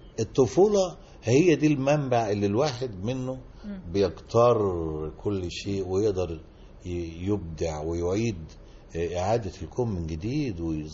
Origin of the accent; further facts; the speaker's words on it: Kafr El Dawwar, Beheira, Egypt; also born or lived in Menoufia; أنا من المنوفية اللي هي مسقط رأسي.